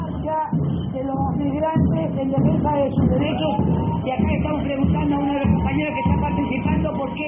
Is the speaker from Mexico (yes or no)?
no; Argentina; estoy acompañando esta movilización de las y los migrantes porque como Argentina me parece que es nuestra obligación acompañar a todas las personas migrantes que hacen de este país un país mejor